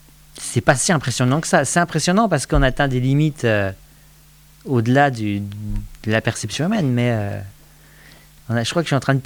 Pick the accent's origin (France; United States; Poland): France; Grand Est; accent: Vosges; excuse-moi, j'ai mon accent vosgien qui ressort